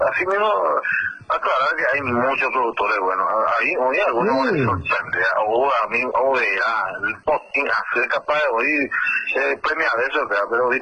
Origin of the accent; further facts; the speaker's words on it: Paraguay; eso hay que valorarse como paraguayo